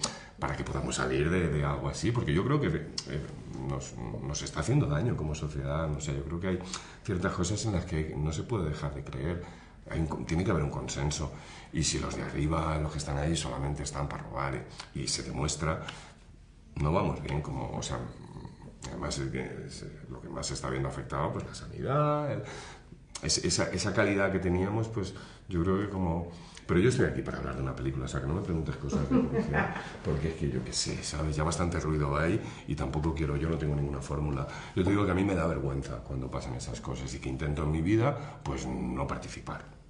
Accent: Valencian Community, Spain; Sí, bueno, yo soy valenciano

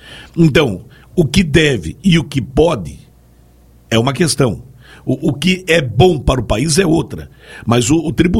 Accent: Brazil; eu, como brasileiro

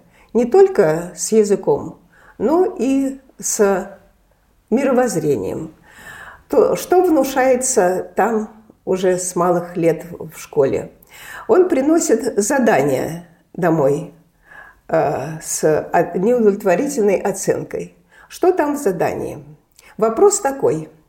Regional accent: Saint Petersburg, Russia; now in Moscow, Russia; Мы все, конечно, петербуржцы

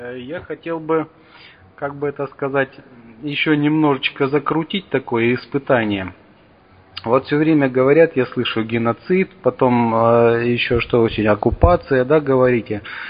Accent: Barnaul, Altai Krai, Russia; я из Барнаула.

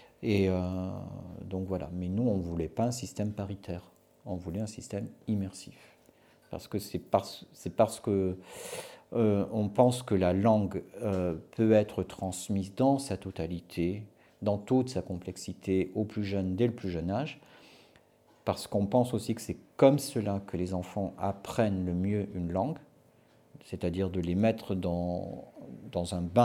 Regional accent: Canada; born there; Je suis né au Canada.

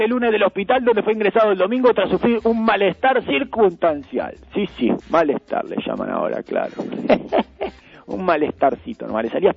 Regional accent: Honduras; te extrañaba mucho esto, ¿no? Mi terruño. Pisar suelo hondureño. Estar en mi país.

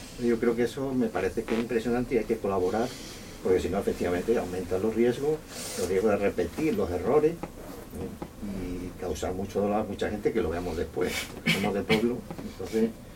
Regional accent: Espera, Andalusia, Spain; yo soy de Espera, en Cádiz, y yo tenía un abuelo de izquierda, muy de izquierda, y un abuelo médico del pueblo.

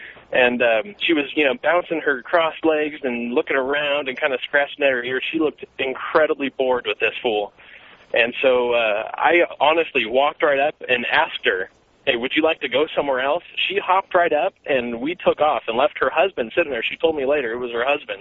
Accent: San Diego, California, United States; now in Hemet, United States; I was in this eatery down in San Diego, my hometown. I'm up here in Hemet now, which really sucks, but that's all right.

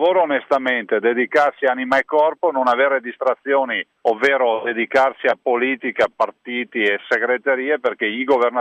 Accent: Veneto, Italy; noi come veneti comunque lasciamo a Roma 16 miliardi di tasse dei veneti che restano direttamente a Roma tutti gli anni.

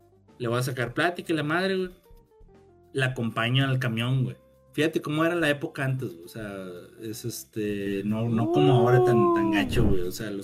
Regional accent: Monterrey, Nuevo León, Mexico; tengo que ir a la carretera porque soy de Monterrey, la chingada.

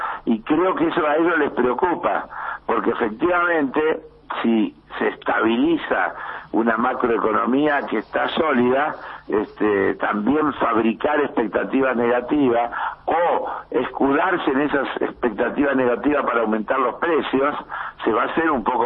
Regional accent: Argentina; como argentino me sentí bien representado.

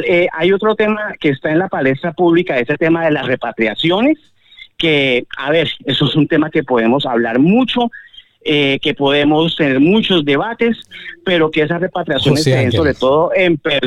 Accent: Colombia; hemos trabajado en los últimos 12 años como comunidad colombiana en el exterior

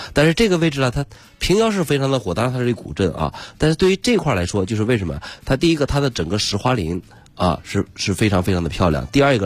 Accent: Shanxi, China; 就是如我是一个山西人，然后我到这个地方

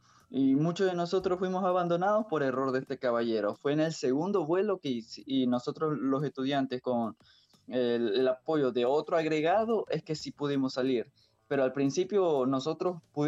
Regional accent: Ecuador; no somos los únicos ecuatorianos que estamos y llegamos. Habrán otros ecuatorianos que van a llegar

